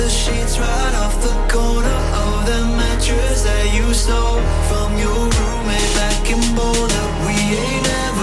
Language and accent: French; France; Parce que déjà, je suis français